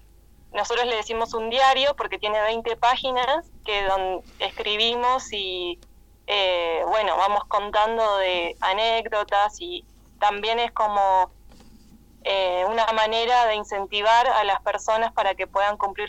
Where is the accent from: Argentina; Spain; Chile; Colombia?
Argentina; Brandsen, Buenos Aires Province; now in Neuquén, Argentina; yo soy de Bransen, de Buenos Aires